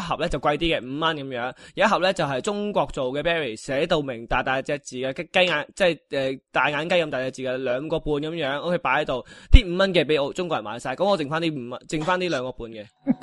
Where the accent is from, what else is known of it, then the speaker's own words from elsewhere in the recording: Australia; 我自己作為澳洲人啦，用緊即係住喺澳洲依笪地方咧